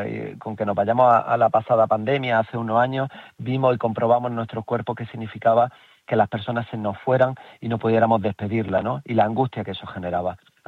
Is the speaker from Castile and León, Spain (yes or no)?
no; Jaén, Andalusia, Spain; Yo lo veo en mi tierra, donde también tenemos, solo en Jaén tenemos más de 1.700 personas asesinadas.